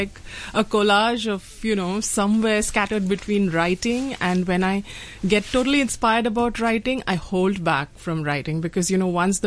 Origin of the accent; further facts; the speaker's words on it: West Bengal, India; now in Mumbai, India; I'm from this eastern state in India, which is Bengal.